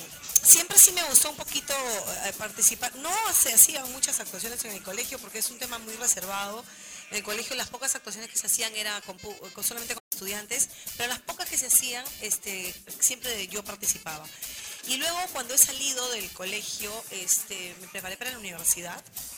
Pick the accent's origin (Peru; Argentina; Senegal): Peru; Callao; me da la oportunidad de acercarme a mi pueblo, a mi gente, ¿no? En todos los estratos que hay aquí en el Callao, ¿no?